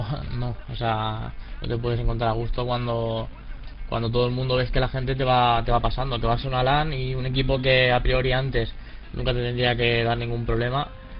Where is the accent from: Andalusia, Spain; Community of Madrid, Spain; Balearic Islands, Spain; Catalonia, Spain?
Catalonia, Spain; Cornellà de Llobregat; tengo 23 años, soy de Cornellà Llobregat, de Barcelona.